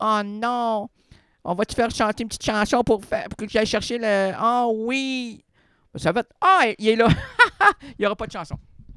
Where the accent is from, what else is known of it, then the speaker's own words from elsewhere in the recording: Quebec, Canada; Déjà là, moi, je suis un Québécois, je peux comprendre la balloune.